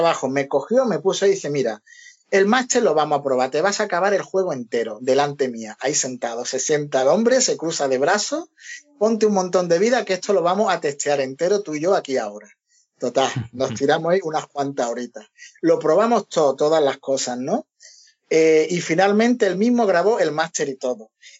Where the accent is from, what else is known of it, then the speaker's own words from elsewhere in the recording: Spain; como éramos españoles y querían contar con nosotros para el futuro también